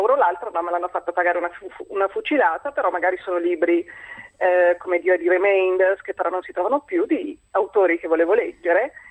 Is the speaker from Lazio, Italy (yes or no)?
no; Milan, Lombardy, Italy; Neanche dalle librerie, perché io sono di Milano.